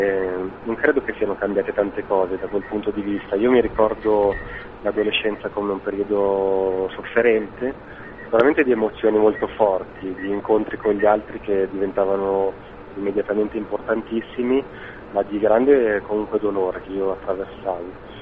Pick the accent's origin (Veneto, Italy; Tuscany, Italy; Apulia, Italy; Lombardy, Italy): Lombardy, Italy; Milan; Io sono di Milano, quindi sono nato e cresciuto in città, circolato dalle persone.